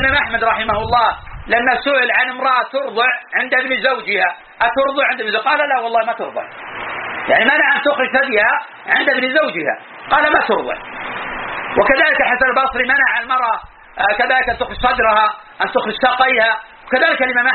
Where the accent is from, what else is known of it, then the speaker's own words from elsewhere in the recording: Najd, Saudi Arabia; وإلى الآن بقايا من النساء الكبار عندنا في نجد